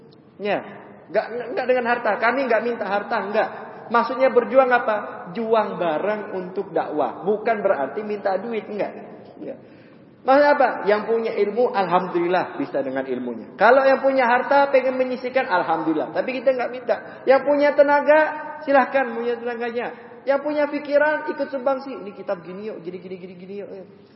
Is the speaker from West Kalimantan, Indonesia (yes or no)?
yes; Pontianak, West Kalimantan, Indonesia; Saya dari Pontianak datang ke sini